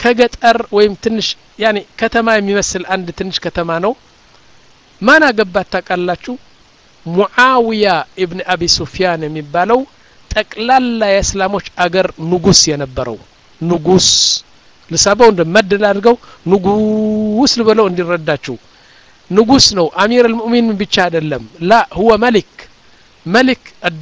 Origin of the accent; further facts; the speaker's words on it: Mendefera, Southern Region, Eritrea; አሁን መንደፈራ የምትባለው ከተማ እኔ ያደኩባት 50 ሺህ ሰዎች ያሏት ነው ዋና ከተማ አይደለችም ያኒ ትንሽ ከተማ ነች እዛ ነው ያደኩት